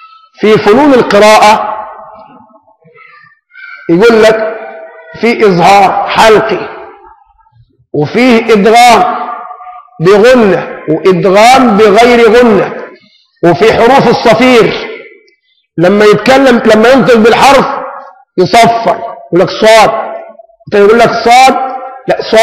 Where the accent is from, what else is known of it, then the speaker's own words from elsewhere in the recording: Egypt; ونحن كشعب مصري يعني ظلنا خفيف بالمعنى البلدي، ابناء نكتة